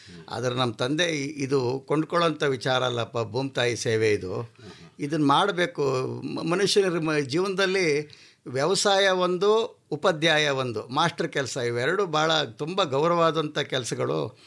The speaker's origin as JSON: {"language": "Kannada", "town": "Sakleshpur", "region": "Karnataka", "country": "India", "said": "sir, ನಾನು ಸಕಲೇಶ್ಪುರ, ಹಾಸನ್ ಜಿಲ್ಲೆ"}